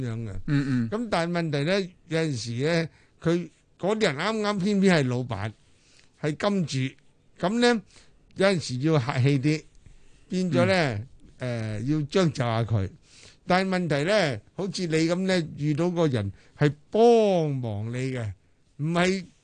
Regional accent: China; 尤其我系国人啊，我系中国人啊

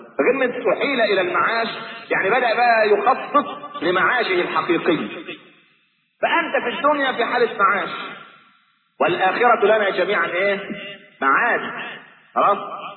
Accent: Egypt; لكن احنا كمصريين معتبرين العيش هو ده الايه

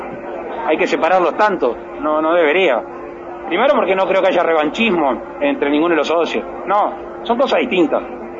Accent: Uruguay; Lo que vamos a hacer como uruguayos es avanzar al amparo del ordenamiento jurídico vigente en el Mercosur

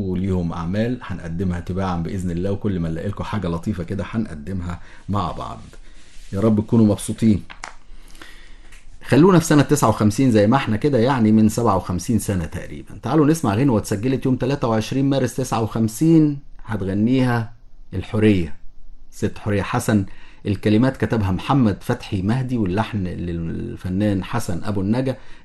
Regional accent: Egypt; لان الشعب مختلف عندنا في مصر ما بين الفلاحي والصعيدي

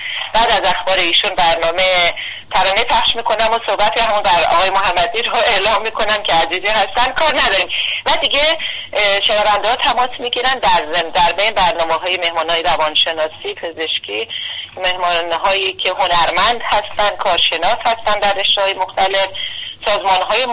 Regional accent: Iran; من به سهم خودم به عنوان یک ایرانی از زحمات بیدریق شما

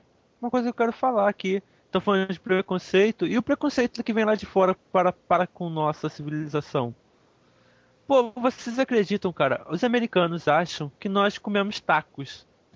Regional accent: Nova Iguaçu, Rio de Janeiro, Brazil; Eu sou carioca. Sabe, o carioca é uma palavra de tupi. O nome da minha cidade é uma palavra em tupi. Uhum. Nova Iguaçu.

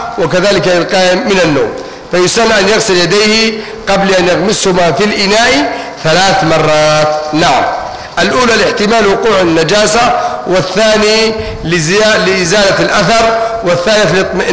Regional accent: Egypt; accent: Egyptian; أما إذا كان الدرس كله مش واضح ده حنضطر نتكلم باللهجة المصرية وخلاص

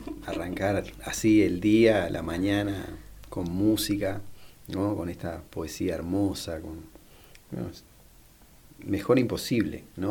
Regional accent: Uruguay; now in Mendoza, Argentina; Yo soy uruguayo.

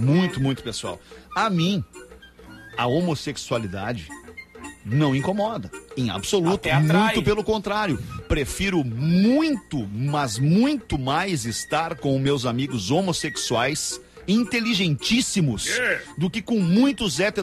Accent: Canoas, Rio Grande do Sul, Brazil; sou de Canoas e estou vendendo uma geladeira.

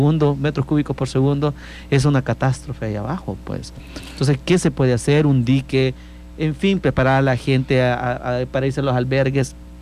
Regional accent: El Salvador; como salvadoreños y salvadoreñas sentimos el dolor de nuestros hermanos y hermanas

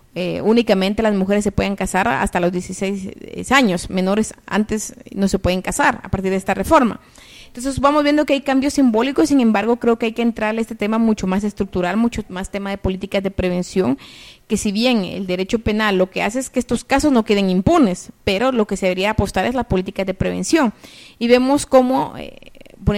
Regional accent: Guatemala; ¿Cómo es que nosotras y nosotros como sociedad guatemalteca vemos estos fenómenos?

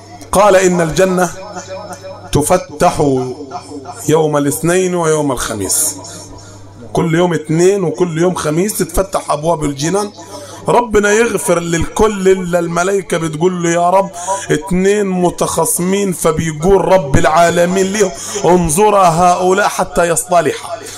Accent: Upper Egypt, Egypt; نقعد على الحصيره بتاعتنا اللي في الصعيد ولا المصطبه اللي عندنا في الصعيد

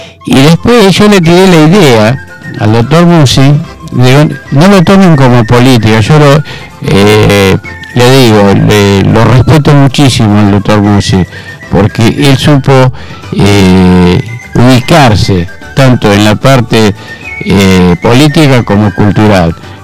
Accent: Berazategui, Buenos Aires Province, Argentina; yo nací en Argentina, amo mi Argentina, amo mi Berazategui, que me dio mucho, me dio una familia grande, una integración.

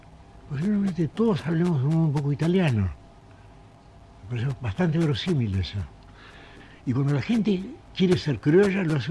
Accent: Argentina; mucha gente me dice a mí que yo no hablo como argentino. En las peluquerías me han preguntado, dígame, ¿usted llegó hace poco de España?

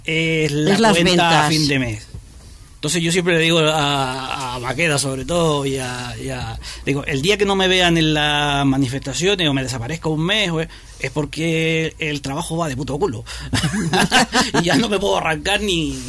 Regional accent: Chile; now in Spain; yo soy chileno, llevo 20 años aquí en España

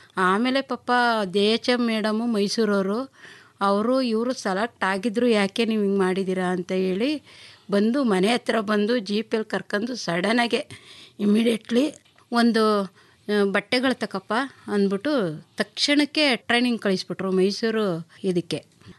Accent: Ulgerepura, Karnataka, India; ನನ್ನ ಹುಟ್ಟೂರು ಉಲ್ಗೆರೆಪುರ, ಮುದ್ದೂರು ತಾಲೂಕು, ಮಂಡ್ಯ ಜಿಲ್ಲೆ.

